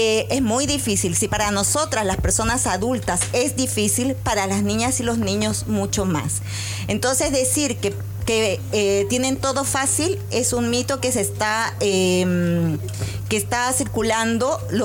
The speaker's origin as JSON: {"language": "Spanish", "country": "Peru", "lives_now": "Chile", "said": "Yo vengo de Perú"}